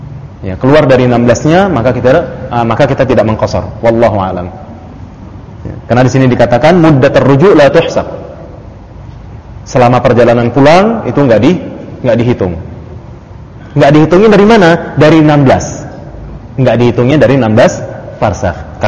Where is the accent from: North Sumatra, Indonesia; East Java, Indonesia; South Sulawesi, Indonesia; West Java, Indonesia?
North Sumatra, Indonesia; Dan bagi saya Sumut adalah kampung saya, begitu.